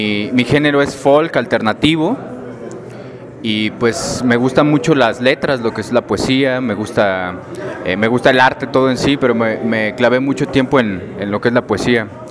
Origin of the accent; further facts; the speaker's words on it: Tangamandapio, Michoacán, Mexico; yo soy de Michoacán, de un pueblito con crepúsculos arrebolados llamado Tangamandapio.